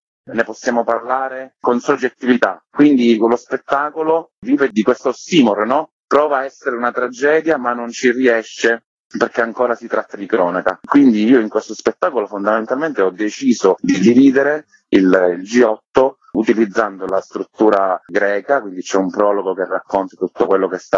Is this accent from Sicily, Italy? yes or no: yes; Sicily, Italy; per me, che sono siciliano, quando tocchi la tragedia greca si apre un mondo, ce l'abbiamo nelle vene